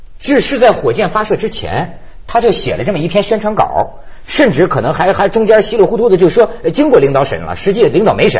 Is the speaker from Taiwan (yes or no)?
no; China; 但是你看我们中国人礼仪之邦，什么都告诉人家